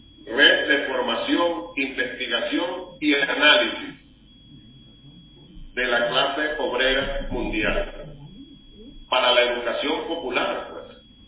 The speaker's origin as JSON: {"language": "Spanish", "country": "Venezuela", "said": "¿Por qué es tan importante para nosotros, como venezolanos y venezolanos, venezolanos y venezolanas, y más allá, como integrantes de la patria grande"}